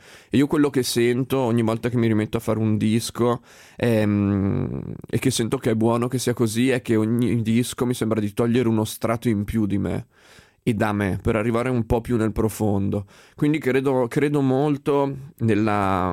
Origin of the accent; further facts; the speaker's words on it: Emilia-Romagna, Italy; Poi io sono emiliano, devo dire che da quelle parti è davvero molto forte